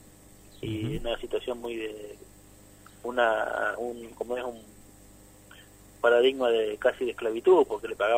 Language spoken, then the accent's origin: Spanish; Arrecifes, Buenos Aires Province, Argentina; now in San Pedro, Argentina; Yo cuando era chico en Arrecifes, yo soy de Arrecifes, íbamos bastante seguido al paseo